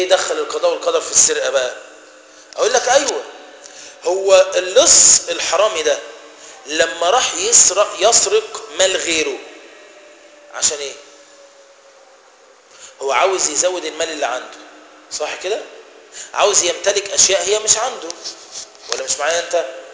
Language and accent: Arabic; Egypt; كلمه دارجه يعني بيننا ايه كمصريين